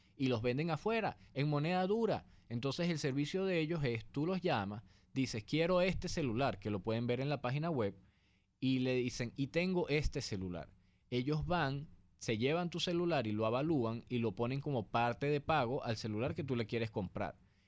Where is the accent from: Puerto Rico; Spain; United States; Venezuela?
Venezuela; es importante que nosotros como venezolanos también logremos implantar una cultura